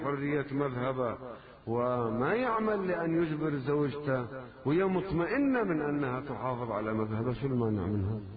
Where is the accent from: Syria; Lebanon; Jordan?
Lebanon; عندنا بلبنان